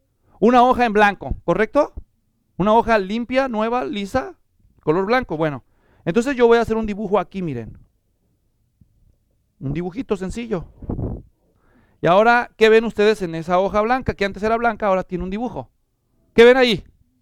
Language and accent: Spanish; Mexico; Cuando yo crecí en México, iba a una secundaria, eran muy estrictos